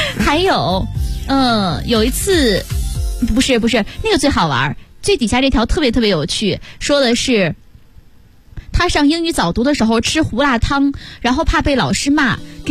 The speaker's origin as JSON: {"language": "Chinese", "region": "Shandong", "country": "China", "said": "因为我是山东人"}